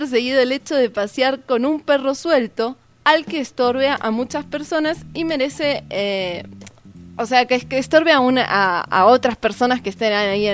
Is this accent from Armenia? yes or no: no; Argentina; Y estoy muy española y soy argentina.